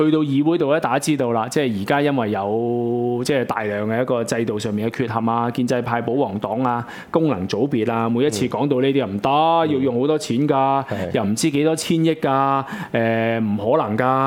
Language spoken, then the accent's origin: Cantonese; Hong Kong; 呢啲錢邊個銀荷包俾翻我哋香港人啊？